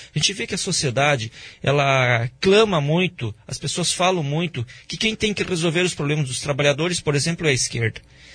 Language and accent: Portuguese; Foz do Iguaçu, Paraná, Brazil; Eu sou nascido em Foz do Iguaçu. Eu sou de Foz do Iguaçu.